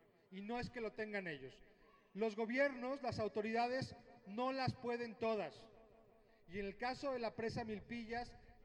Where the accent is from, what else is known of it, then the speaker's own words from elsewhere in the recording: Guanajuato, Mexico; en Guanajuato, de donde yo vengo